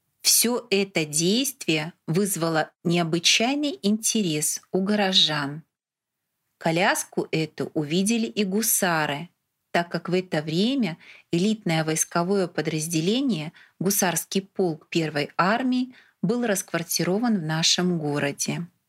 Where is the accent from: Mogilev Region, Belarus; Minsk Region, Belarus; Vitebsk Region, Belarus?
Mogilev Region, Belarus; Mogilev; в моем родном городе Могилеве в Белоруссии